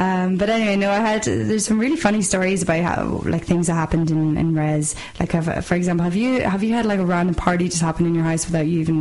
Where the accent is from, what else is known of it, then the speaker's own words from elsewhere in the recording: Belfast, Northern Ireland, United Kingdom; I'm from Belfast, and northerners tend to stay up north or else they go to England, so very few actually come down to Dublin.